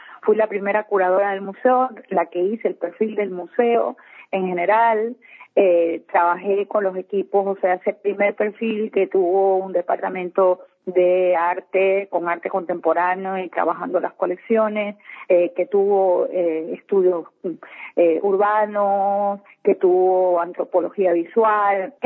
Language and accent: Spanish; Cuba; now in Ecuador; yo soy cubana de origen. Vine a este país hace 22 años.